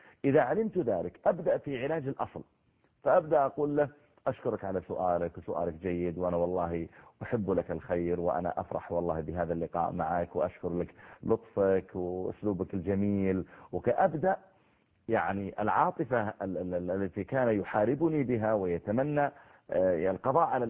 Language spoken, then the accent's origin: Arabic; Saudi Arabia; هو المهر اللي موجود عندنا في السعودية